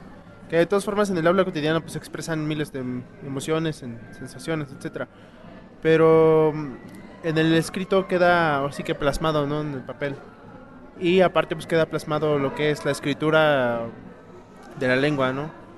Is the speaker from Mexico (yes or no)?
yes; Puebla, Mexico; first language Totonac; Spanish is a second language